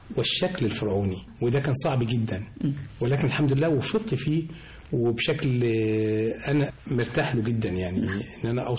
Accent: Egypt; كنت بشتغل بطريقة معينة هنا في مصر. لما رحت ألمانيا في الفترة الأخيرة كان إنتاجي بقول لهم أنا مصري

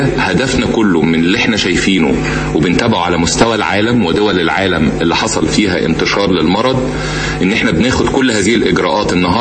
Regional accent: Egypt; لازم نبقى واخدين بالنا كمصريين

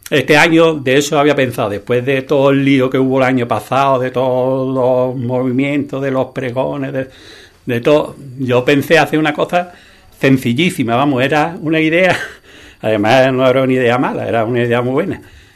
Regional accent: Andalusia, Spain; yo me siento andaluz, tengo un carácter así abierto, ¿no? Alegre, yo qué sé, que algo el tiempo y el vivir aquí no hace ser así.

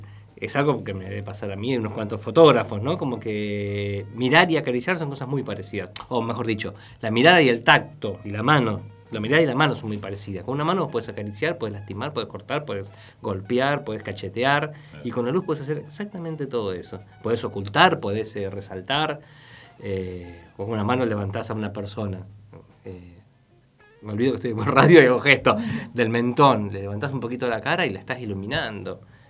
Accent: El Bolsón, Río Negro, Argentina; No, acá en Bolsón, yo soy de Bolsón.

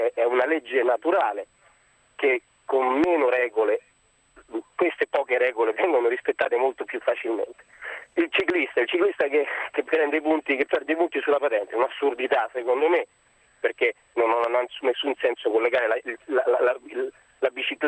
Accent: Rome, Lazio, Italy; born there; essendo nato a Roma, sono romano

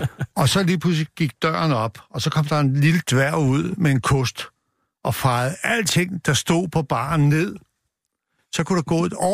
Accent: Copenhagen, Capital Region of Denmark, Denmark; og jeg kommer fra Nørrebro

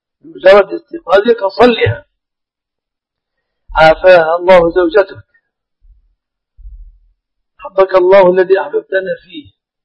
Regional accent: Egypt; بلادنا مصر الحمد لله بلد مسلمة

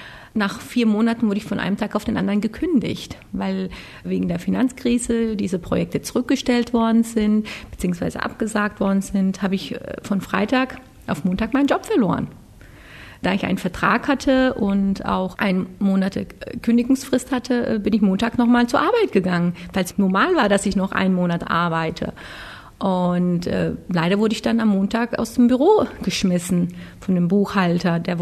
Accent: Turkey; da ich als Türkin mit einem deutschen Kopf so überlegt habe

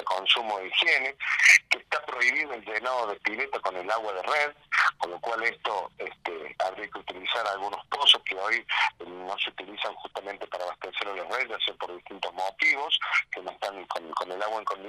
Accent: Sierra Chica, Buenos Aires, Argentina; los nativos que somos de acá de Sierra Chica, ya estamos como acostumbrados a la situación hídrica

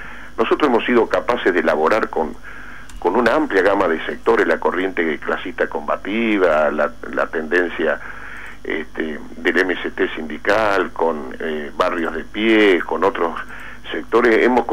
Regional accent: Río Cuarto, Córdoba, Argentina; El título de ayer en mi pueblo, en Río Cuarto

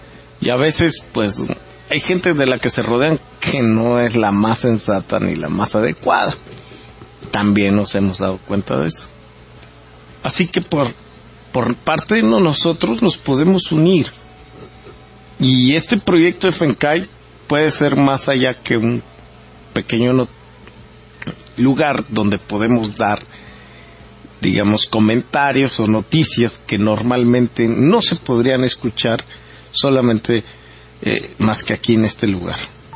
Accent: Mexico; esta falta de entendimiento de muchos de nosotros como mexicanos en relación a lo que está ocurriendo en el país

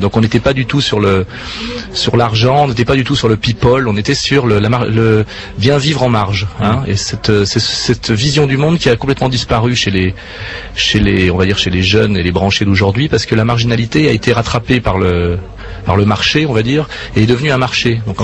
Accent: Geneva, Switzerland; Il se trouve qu'effectivement, je suis double national et que je suis citoyen de Genève

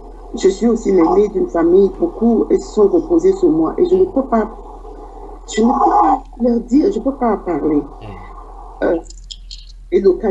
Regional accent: Douala, Littoral, Cameroon; moi, de ma région de Douala, parce que j'ai grandi à Bonaprison, hein, et j'ai passé mon enfance à Bonaprison

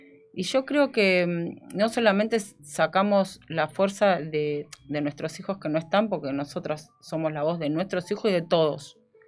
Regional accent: Bahía Blanca, Buenos Aires Province, Argentina; ahí en mi barrio, donde me crié, en Bahía Blanca, en el barrio kilómetro 5.

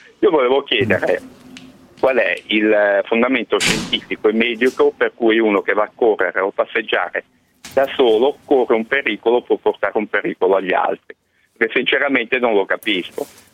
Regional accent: Milan, Lombardy, Italy; io sono di Milano, no?

